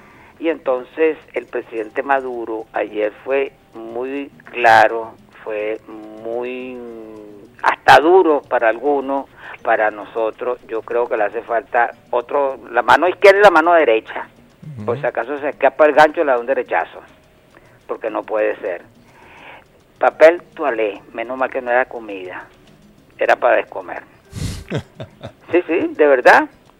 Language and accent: Spanish; Venezuela; como venezolanos que somos.